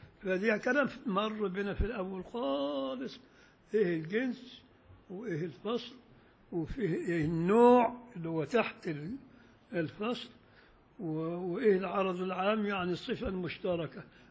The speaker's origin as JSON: {"language": "Arabic", "town": "Beni Suef", "region": "Beni Suef Governorate", "country": "Egypt", "tie": "born or raised there", "said": "وانا شفت وانا طفل صغير في بني سويف"}